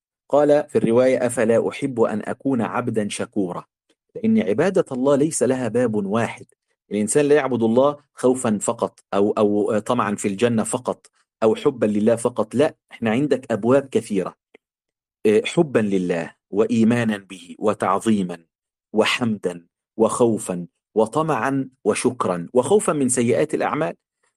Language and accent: Arabic; Egypt; في كلمة في الطراوة عندنا في مصر يعني ضايع